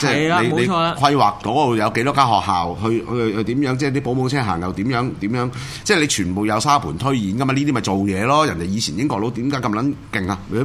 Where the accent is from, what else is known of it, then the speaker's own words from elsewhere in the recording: Hong Kong; 又要浪费我哋香港人纳税人金钱